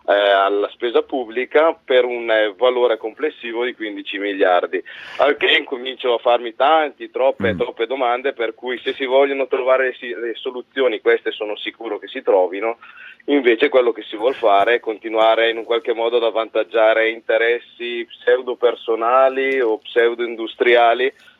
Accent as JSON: {"language": "Italian", "town": "Brescia", "region": "Lombardy", "country": "Italy", "said": "io parlo da bresciano, quindi da pragmatico anche doc"}